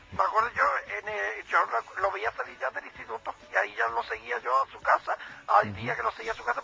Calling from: Puente Genil, Andalusia, Spain; como oyenta que soy de Puente Genil

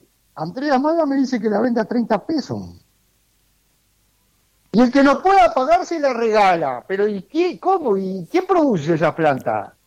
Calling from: Neptunia, Canelones, Uruguay; del Remanso de Neptunia. Cualquier oyente puede pasar por acá y llevarse una planta sin cargo

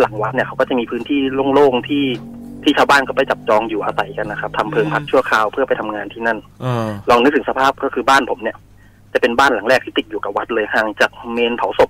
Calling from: Ang Thong, Thailand; ตอนนี้จอดอยู่แถวอ่างทองครับผม

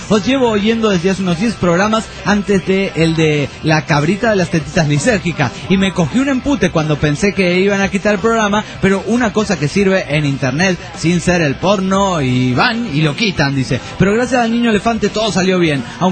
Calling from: Tinogasta, Catamarca, Argentina; de Tinogasta, Catamarca

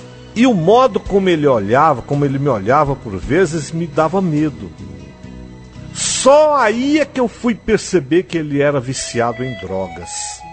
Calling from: Naviraí, Mato Grosso do Sul, Brazil; eu sou de Naviraí, no Mato Grosso do Sul.

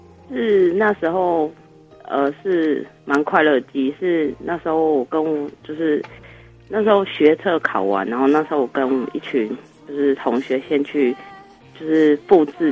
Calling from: Chiayi, Taiwan; 我是嘉义的

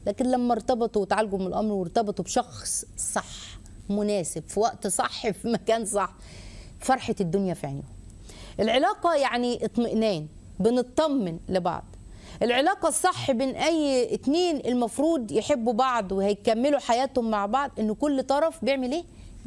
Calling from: Cairo, Cairo Governorate, Egypt; من القاهرة، السلام عليكم

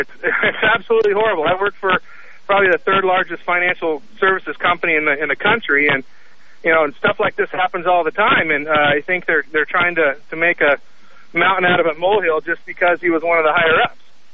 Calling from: Portland, Oregon, United States; I'm from Portland. Just wanted to talk about this issue with Boeing.

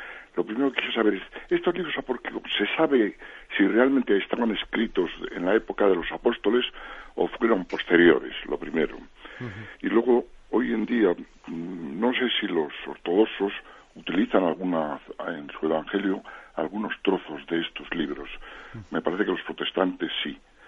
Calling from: Bilbao, Basque Country, Spain; de Bilbao.

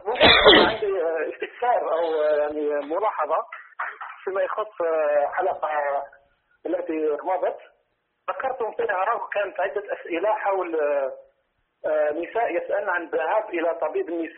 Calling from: Algeria; يا شيخ، هنا عندنا في الجزائر كثير ما تحدث هذه الظاهرة

